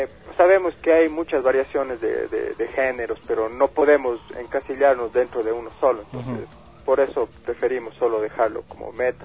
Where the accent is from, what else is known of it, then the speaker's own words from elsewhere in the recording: Ecuador; buscábamos un nombre que nos dé identidad como pueblo, identidad como ecuatorianos